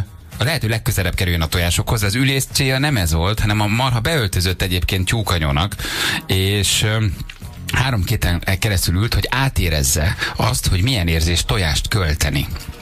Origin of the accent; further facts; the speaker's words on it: Lőrinci, Heves, Hungary; te én Lőrinci vagyok, nem Calgary felsőn születtem